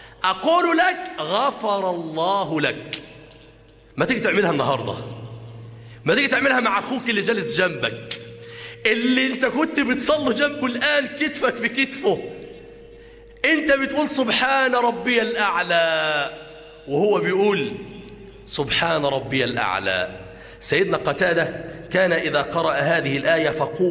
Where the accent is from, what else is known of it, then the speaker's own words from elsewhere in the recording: Damietta, Damietta Governorate, Egypt; عندنا في دمياط مسجد ما شاء الله من المساجد الكبيرة